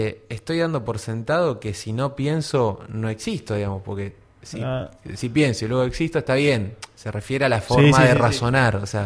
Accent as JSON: {"language": "Spanish", "country": "Argentina", "said": "Pero nosotros, como argentinos, por ejemplo"}